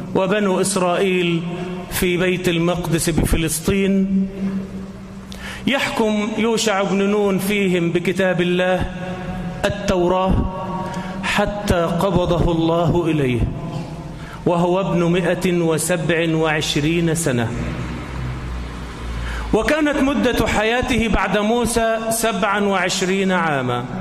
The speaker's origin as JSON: {"language": "Arabic", "country": "Egypt", "said": "اللهم اجعل بلدنا مصر آمنة مطمئنة"}